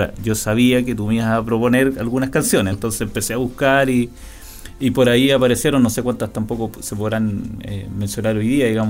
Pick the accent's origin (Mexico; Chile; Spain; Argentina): Chile; Panguipulli, Los Ríos; cuando yo me vine de Panguipulli a Valdivia, me vine a un hogar universitario.